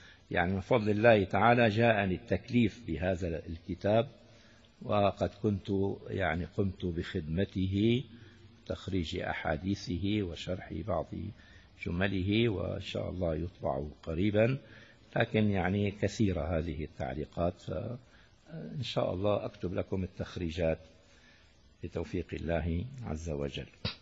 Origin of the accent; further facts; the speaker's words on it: Damascus, Damascus Governorate, Syria; كان بزمانه عندنا في دمشق الشام الدفعة تساوي قلتين